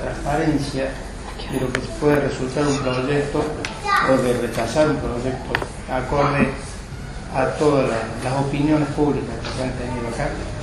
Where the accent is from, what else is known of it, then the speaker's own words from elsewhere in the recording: Capilla del Monte, Córdoba, Argentina; born there; Yo soy nacido en Capilla del Monte.